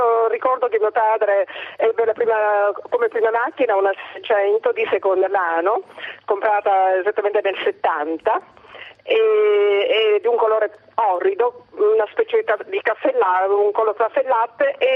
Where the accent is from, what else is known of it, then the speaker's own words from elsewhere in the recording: Catania, Sicily, Italy; perché voleva mettere del vino comprato a Catania, noi siamo catanesi